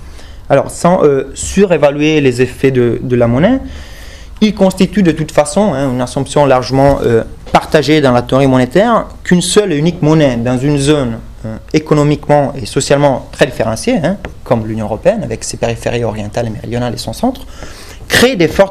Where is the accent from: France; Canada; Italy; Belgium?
Italy; Aosta Valley; Moi, je vois ça très bien chez moi en Val d'Aoste